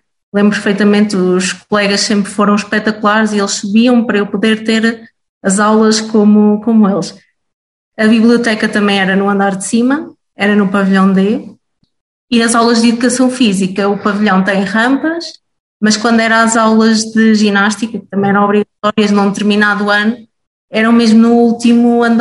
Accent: Oliveira do Hospital, Centro, Portugal; Tenho 26 anos, nasci e cresci em Oliveira do Hospital, fiz o ensino superior em Coimbra.

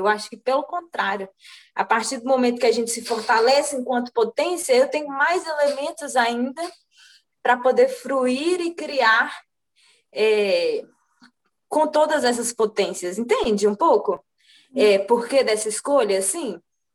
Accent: Contagem, Minas Gerais, Brazil; eu ser uma artista de Contagem, do bairro Nacional, e aí massa, todo lugar que eu vou, eu falo que eu vim do Nacional, que eu comecei a pintar aqui no, na minha infância, com uma mestra aqui do bairro

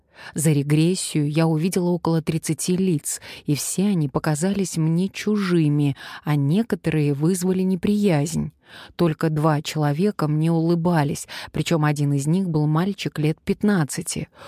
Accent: Kazakhstan; Я казашка из Казахстана

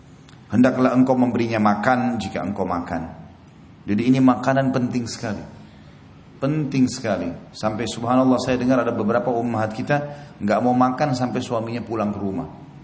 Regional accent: Indonesia; Kita ini orang Melayu, orang Indonesia.

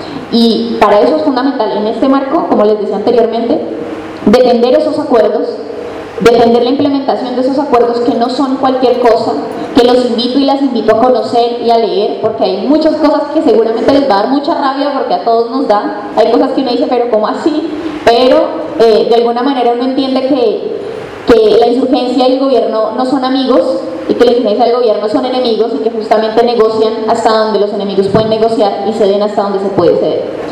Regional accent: Colombia; nosotros y nosotras como pueblo colombiano y latinoamericano

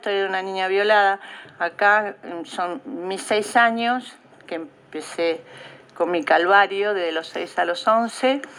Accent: La Pampa, Argentina; moved away; Como cuando yo vine de La Pampa, ¿no?

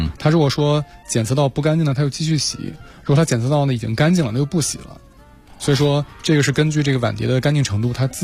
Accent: China; 就是我们中国人经常用筷子细长条

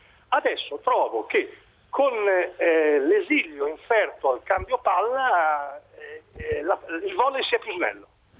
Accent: Bologna, Emilia-Romagna, Italy; born there; Quando ero a Bologna, in questa grande palestra che era la mia città natale negli anni 60 e 70

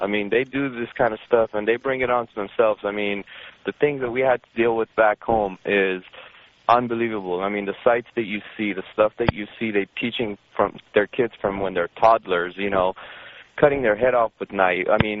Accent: Iran; I'm actually from Iran, and I'm a Muslim.

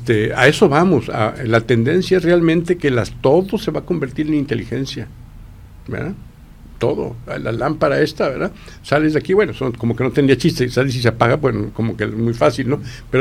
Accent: Mexico; Esa se nos peló como mexicanos, ¿eh?

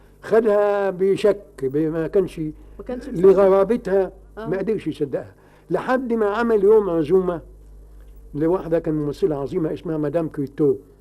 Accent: Egypt; دي ما حدش بيسمع بها عندنا في مصر

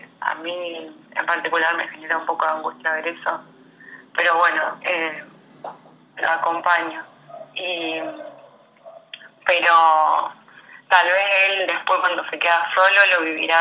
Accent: San Lorenzo, Argentina; Tengo 30 años, soy de San Lorenzo

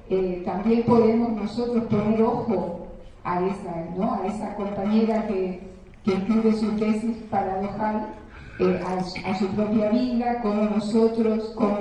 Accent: Misiones, Argentina; Vengo de Misiones y ver a los guaraníes vendiendo muñequitos hechos pedazos, habitantes de esa tierra

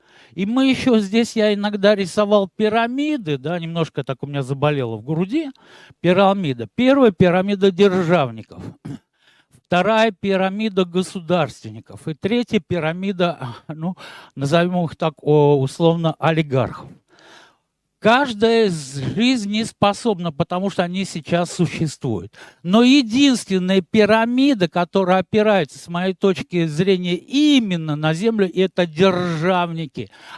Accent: Arzamas, Nizhny Novgorod Oblast, Russia; born there; я родился в Арзамасе

